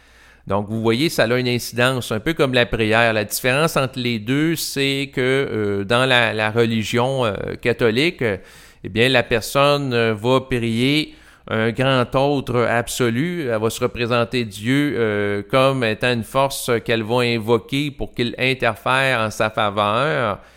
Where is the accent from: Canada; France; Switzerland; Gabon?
Canada; Quebec; parce que je suis un Québécois